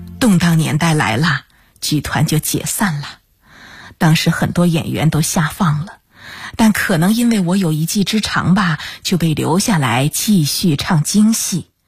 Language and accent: Chinese; Jiangxi, China; 回到了我们江西老家